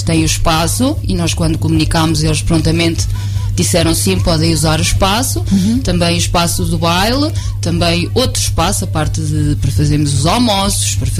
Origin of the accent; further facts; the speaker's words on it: Lagares, Centro, Portugal; é bom falar nele e bom divulgar a nossa terra, onde nós vivemos e onde nós nascemos e crescemos.